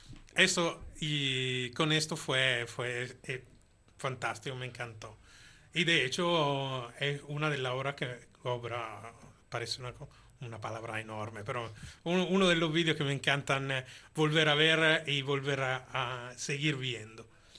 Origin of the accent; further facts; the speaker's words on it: Italy; Spanish is a second language; yo soy italiano, evidentemente, por lo cual tengo poca facilidad de escribir algo que sea creíble